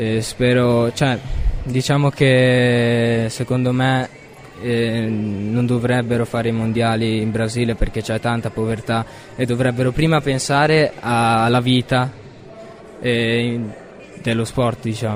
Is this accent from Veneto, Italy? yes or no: no; Bolzano, Trentino-Alto Adige, Italy; sono di Bolzano, io invece proprio a nord.